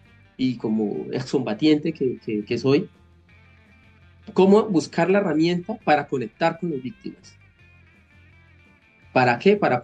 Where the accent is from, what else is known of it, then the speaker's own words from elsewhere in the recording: Colombia; eso somos como colombianos, eso somos como seres humanos